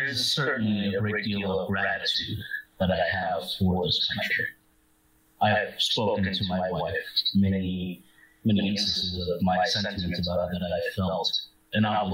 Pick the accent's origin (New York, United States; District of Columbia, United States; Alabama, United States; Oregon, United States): District of Columbia, United States; Washington; born there; I was born in Washington, D.C. the year 1994, March 31st. I was born to two parents of Vietnamese refugees fleeing post-war Vietnam. And I was part of the first generation born here in the States.